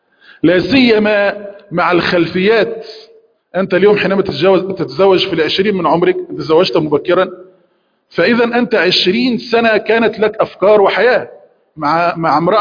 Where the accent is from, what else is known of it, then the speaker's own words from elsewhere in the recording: Egypt; عندنا في مصر يقولون مصارين البطن تتخانق